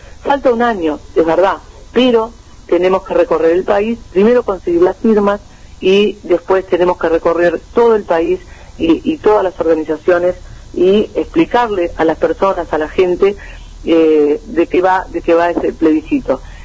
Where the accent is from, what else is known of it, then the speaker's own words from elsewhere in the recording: Uruguay; nosotros como pueblo uruguayo